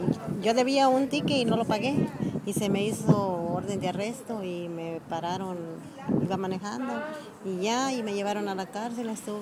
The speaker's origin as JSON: {"language": "Spanish", "region": "Guerrero", "country": "Mexico", "said": "Yo soy de Tierra Caliente."}